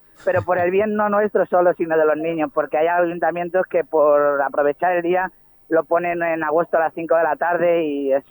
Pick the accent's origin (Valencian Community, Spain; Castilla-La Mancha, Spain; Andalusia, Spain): Andalusia, Spain; Seville; Y también a Andalucía, yo que vengo de Sevilla, mi familia todavía vive allí, que me dicen que por eso a lo mejor tengo este...